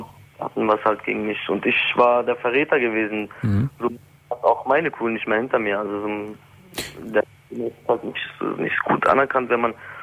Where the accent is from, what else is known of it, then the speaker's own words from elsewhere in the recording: Berlin, Germany; ich komme aus Berlin